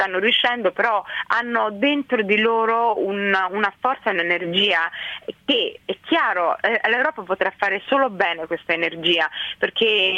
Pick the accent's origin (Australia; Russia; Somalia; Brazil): Somalia; il mio paese di origine, la Somalia, ha vissuto 23 anni di guerra civile e adesso 2 anni di instabilità comunque